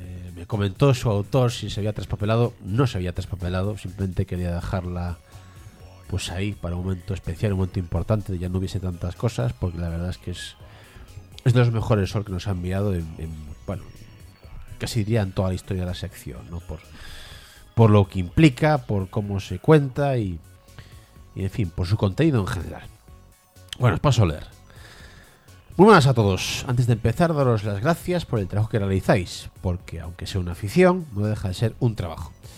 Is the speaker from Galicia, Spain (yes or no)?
yes; Galicia, Spain; now in Madrid, Spain; Soy un gallego viviendo en Madrid